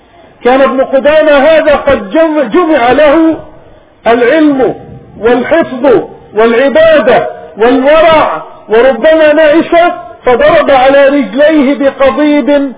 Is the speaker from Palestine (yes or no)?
yes; Palestine; وهؤلاء جماعة من بلادنا فلسطين من جماعيل في منطقة نابلس.